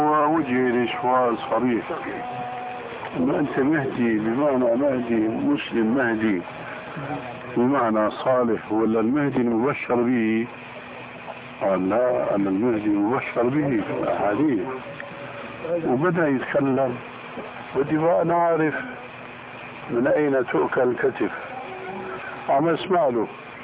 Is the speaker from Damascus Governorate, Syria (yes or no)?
yes; Damascus, Damascus Governorate, Syria; قالوا لي ناس عندنا في دمشق